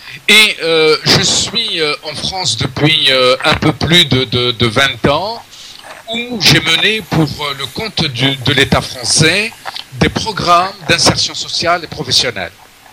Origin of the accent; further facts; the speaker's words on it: Sétif, Sétif Province, Algeria; Je suis originaire de Sétif. J'ai une formation de psychologue et de conseiller d'orientation scolaire et professionnelle. En Algérie, j'ai débuté ma carrière comme instituteur pendant quelques années.